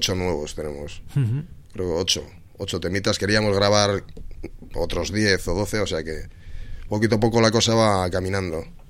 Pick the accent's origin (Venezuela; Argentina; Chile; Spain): Spain; Bilbao, Basque Country; Somos así, somos de Bilbao